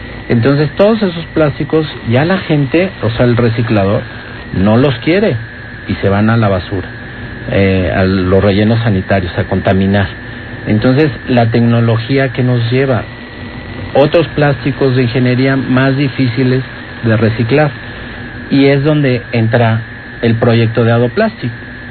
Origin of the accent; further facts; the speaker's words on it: Mexico; como mexicanos decíamos, no hombre, los chinos, ¿cuándo van a subir?